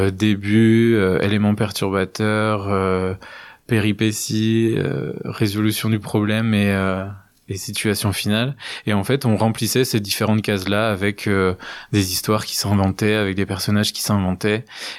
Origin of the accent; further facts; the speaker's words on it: Montureux-le-Sec, Grand Est, France; Et c'est ce que je propose depuis maintenant 3-4 ans à Montureux-le-Sec, dans mon village natal, là où j'ai commencé à faire du théâtre.